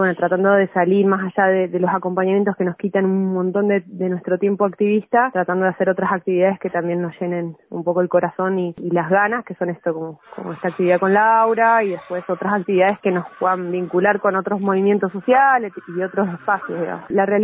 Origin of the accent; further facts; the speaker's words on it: Neuquén, Argentina; now in Bariloche, Argentina; yo soy de Neuquén originaria, pero vivo acá en Bariloche hace 9 años.